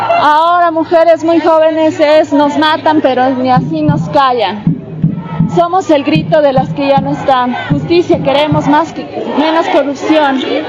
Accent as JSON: {"language": "Spanish", "region": "La Paz", "country": "Bolivia", "said": "De La Paz, de la ciudad de La Paz."}